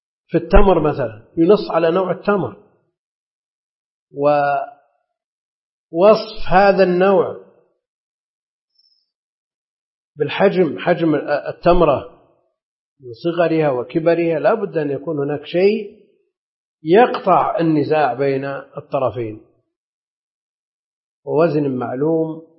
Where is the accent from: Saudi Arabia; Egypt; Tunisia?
Saudi Arabia; Najd; لأن هذا معروف عندنا في نجد يسمونه